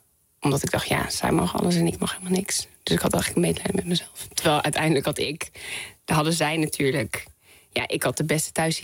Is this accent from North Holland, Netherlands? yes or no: yes; Amsterdam, North Holland, Netherlands; Ik ben opgegroeid in Amsterdam-West en op een autovrij terrein.